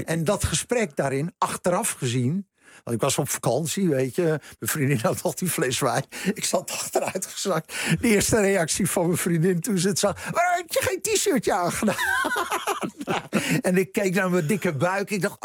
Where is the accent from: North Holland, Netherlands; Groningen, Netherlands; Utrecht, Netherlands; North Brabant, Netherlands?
North Holland, Netherlands; Beverwijk; Dus ik dacht meteen aan de kerk in Beverwijk, waar ik vandaan kom...